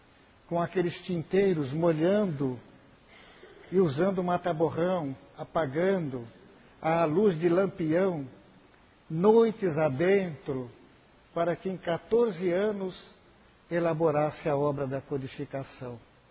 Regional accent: Mirassol, São Paulo, Brazil; Eu sou de Mirassol. Mirassol é uma grande cidade, uma das maiores cidades deste país.

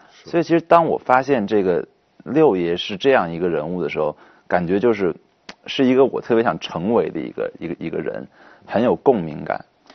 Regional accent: southern China, China; 虽然说我在南方长大小时候

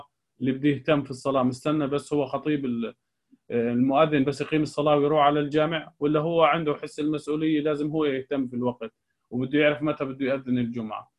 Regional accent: Jordan; يعني قبل فترة عندنا في الأردن

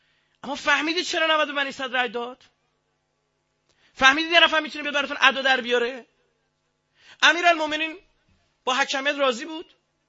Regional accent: Iran; ما ایرانیم من عرب نیستم بودم به ذات مثلا نژادم چه میدونم شاید تو اجدادم یه عربی هم بوده خبر ندارم ولی مطمئنم عرب نیستم.

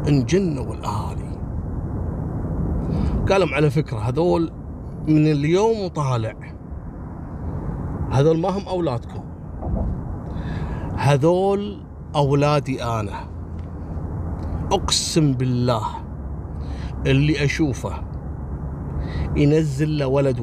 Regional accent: Kuwait; قصة الليلة حصلت في الكويت عام 94 في محافظة الجهراء عندنا في الكويت

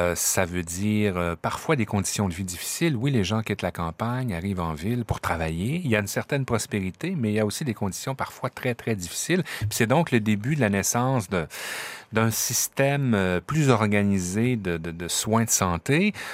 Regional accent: Quebec, Canada; Chez nous, au Québec, en tout cas, c'est au début du 20e siècle

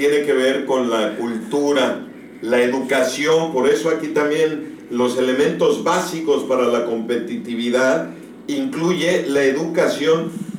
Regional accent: Oaxaca, Mexico; Acá en mi tierra, Oaxaca

